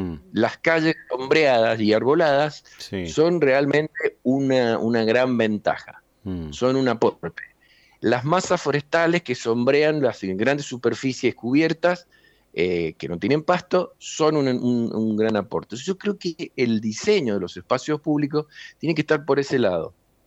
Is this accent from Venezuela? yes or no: no; San Juan, Argentina; La Rioja, Catamarca, Salta, Jujuy, nosotros, San Juan, etcétera, hasta Neuquén, y más abajo también, somos andinos